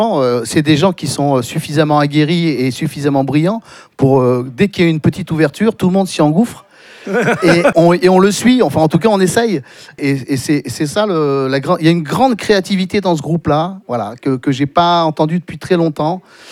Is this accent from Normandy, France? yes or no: no; Toulouse, Occitanie, France; moi, j'habite le sud-ouest, hein, je suis originaire de Toulouse.